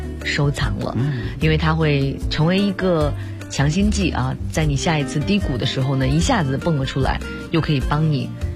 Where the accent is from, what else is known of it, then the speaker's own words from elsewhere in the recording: China; 我觉得真的是为我们中国人带来的